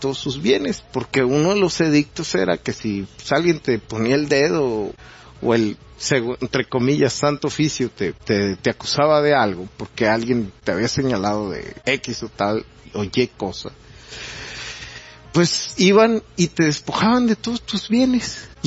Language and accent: Spanish; Mexico; Es una triste realidad de nosotros como mexicanos.